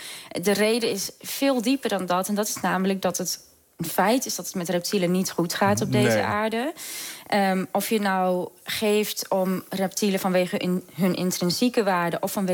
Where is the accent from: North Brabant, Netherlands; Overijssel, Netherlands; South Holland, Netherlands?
Overijssel, Netherlands; Rijssen; Ik kom uit Rijssen.